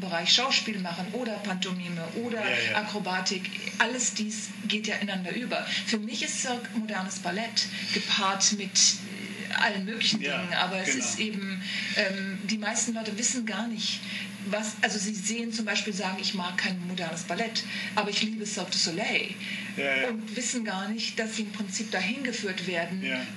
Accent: Bonn, North Rhine-Westphalia, Germany; ich bin aus Bonn, mhm, also aus der Bonn-Kölner Gegend.

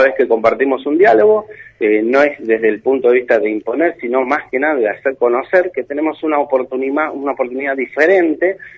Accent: Argentina; No, yo soy, digamos, somos causalmente vietnamitas, sí. Somos argentinos, vietnamitas, sí.

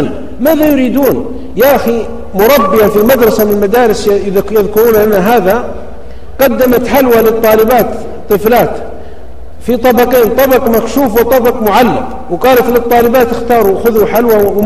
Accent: Saudi Arabia; أنا سعيد ومتشرف بالمرأة عندنا في السعودية وفي غيرها

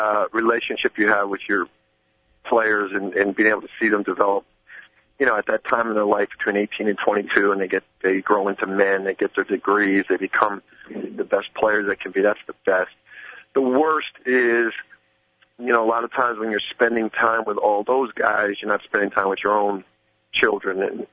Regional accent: Philadelphia, Pennsylvania, United States; I grew up in Philadelphia, and obviously I'm at Villanova in Philadelphia.

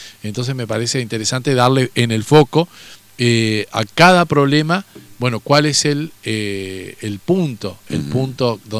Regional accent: Argentina; Pero sí es algo como argentino que debemos conocer también

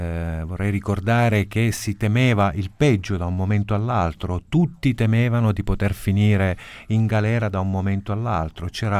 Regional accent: Messina, Sicily, Italy; now in Palermo, Italy; No, sono messinese, ma sono ormai palermitano.

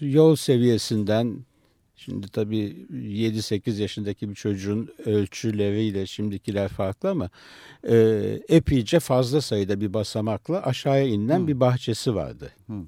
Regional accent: Istanbul, Turkey; born there; Ben İstanbul'da doğdum.

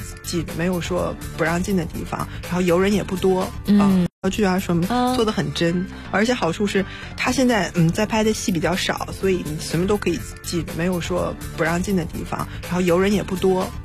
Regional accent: Northeast China, China; 因为我是东北人嘛，我觉得包头的羊肉可能和东北的就是还是有一点相近的

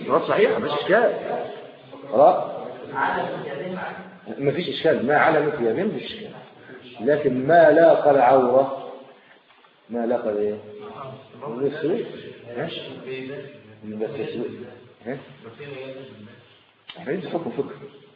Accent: Egypt; افضل الفرع عندنا في مصر واخر

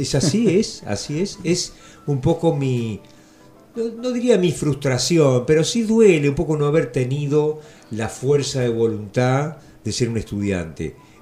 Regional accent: Mar del Plata, Buenos Aires Province, Argentina; also born or lived in Tres Arroyos; yo nací en Tres Arroyos y nos mudamos con mi familia en el 55 a Mar del Plata. Y ahí empecé mis estudios, primero en una escuela estatal y después pasé a los salesianos.

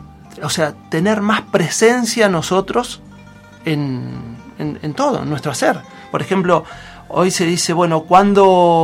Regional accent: La Plata, Buenos Aires Province, Argentina; acá vivimos en un lugar muy tranquilo, igual yo vengo de la ciudad de La Plata, ¿no? De Buenos Aires.

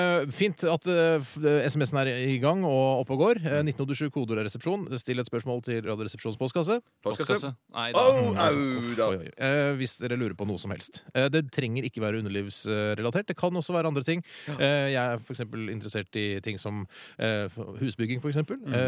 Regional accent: Oslo, Norway; Jeg har bodd i Oslo hele mitt liv, jeg

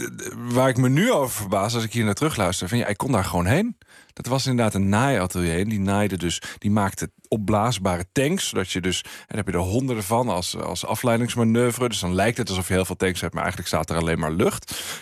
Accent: Friesland, Netherlands; Ik ben opgegroeid in Friesland.

